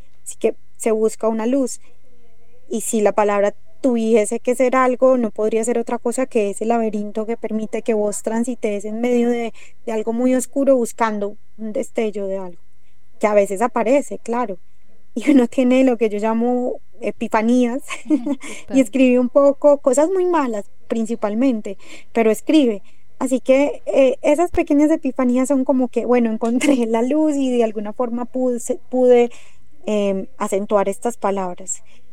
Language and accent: Spanish; Antioquia, Colombia; accent: paisa; mi acento, que es bien marcado, creo, como que no puedo escapar, creo que lo tengo muy fuerte, ese acento paisa. A veces me dicen que estoy demasiado paisa.